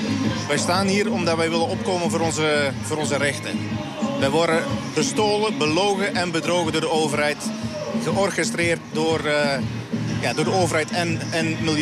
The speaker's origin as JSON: {"language": "Dutch", "country": "Netherlands", "said": "Ik ben ook van Nederland."}